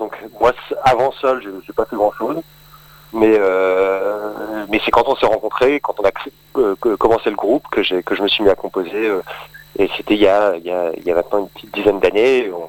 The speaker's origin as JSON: {"language": "French", "town": "Roubaix", "region": "Hauts-de-France", "country": "France", "said": "Moi, je viens de Roubaix, dans le Nord."}